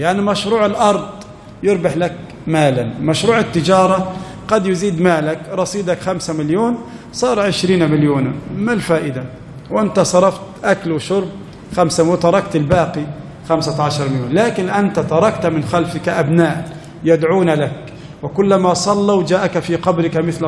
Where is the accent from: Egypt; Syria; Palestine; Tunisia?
Egypt; قد يكون عدد المحافظة عندنا في مصر مثلا 5 ملايين